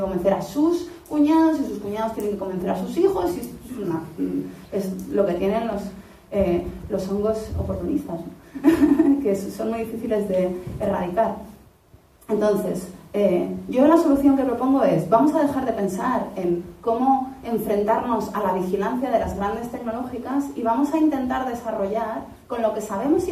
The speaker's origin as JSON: {"language": "Spanish", "country": "Spain", "said": "soy ciudadana española. Y como ciudadana española, es mi obligación ser administrada por el gobierno."}